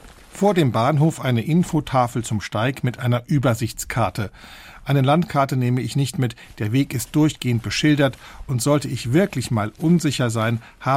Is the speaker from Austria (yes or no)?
no; Saarland, Germany; Ich bin am Bostalsee aufgewachsen.